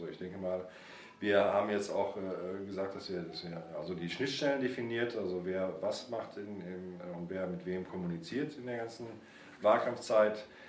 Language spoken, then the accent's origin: German; Cologne, North Rhine-Westphalia, Germany; Nordköln. Ich komme aus Nordköln